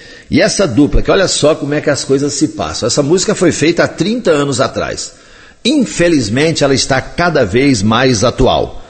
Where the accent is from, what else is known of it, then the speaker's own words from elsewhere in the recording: Coromandel, Minas Gerais, Brazil; Eles também estarão na Expocoró 2016, lá na minha terra, em Coromandel, no mês de julho.